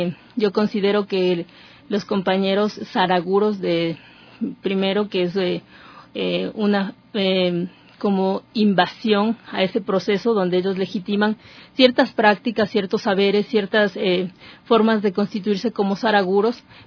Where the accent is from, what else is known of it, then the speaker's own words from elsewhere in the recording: Ecuador; para nosotros como ecuatorianos es una mirada de avanzada